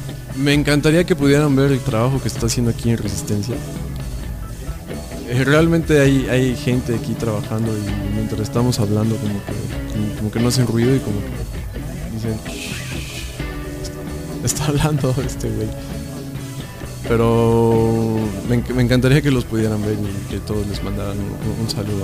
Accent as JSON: {"language": "Spanish", "country": "Mexico", "said": "bueno, somos mexicanos"}